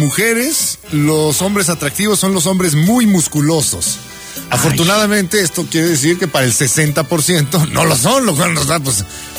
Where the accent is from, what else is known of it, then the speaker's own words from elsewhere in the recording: Mexico; Así de profundo somos los mexicanos